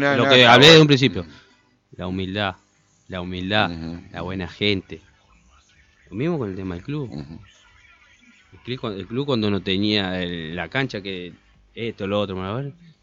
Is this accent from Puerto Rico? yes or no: no; Argentina; Somos argentinos, tenemos al mejor del mundo